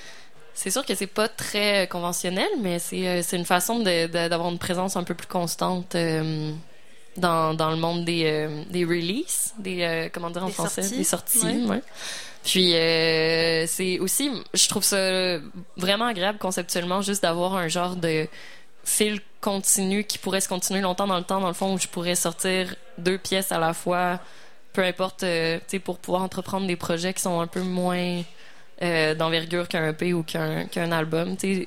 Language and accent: French; Quebec City, Quebec, Canada; Moi, je viens de Québec, donc c'est particulièrement...